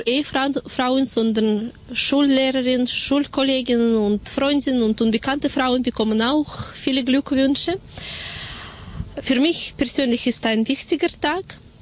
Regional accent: Russia; German is a second language; Ich bin in Russland aufgewachsen und in Russland Weltfrauentag ist ein verbreitet gefeierter Feiertag.

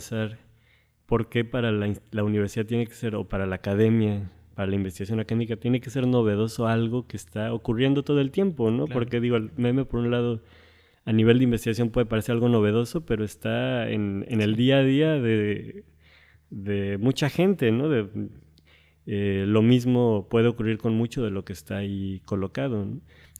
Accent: Mexico; la mayoría somos de México, pero sí que hay colegas de otros países.

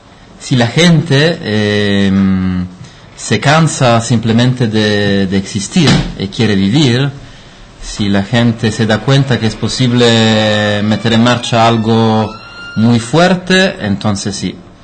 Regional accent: Rome, Lazio, Italy; Spanish is a second language; Bueno, venimos de Roma

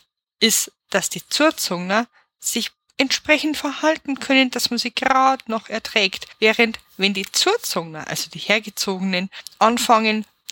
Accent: Bavaria, Germany; Diese Widersprüchlichkeit macht für mich persönlich natürlich auch den Charme meiner Heimat aus. Und das wird uns auch noch ganz oft bei vielen Themen begegnen, denn Bayern ist manchmal wirklich nicht mit sich selber einig.

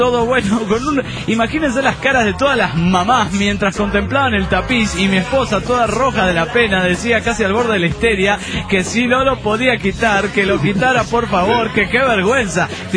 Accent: San Luis, Argentina; de San Luis, República Argentina.

